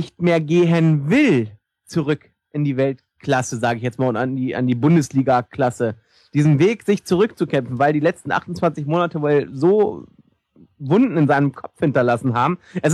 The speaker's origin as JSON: {"language": "German", "town": "Hannover", "region": "Lower Saxony", "country": "Germany", "said": "Es tut mir leid, ich komme aus Hannover, ja"}